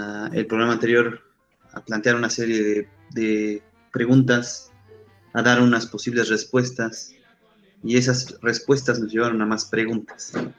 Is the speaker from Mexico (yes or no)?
yes; Mexico; identificarnos a nosotros como mexicanos